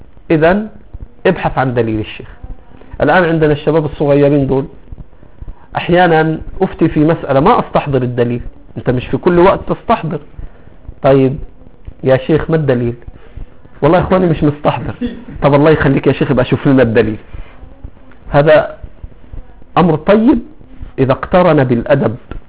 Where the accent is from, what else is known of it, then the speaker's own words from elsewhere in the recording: Egypt; يا شيخ لا يوجد عندنا في مصر من يحمل السنة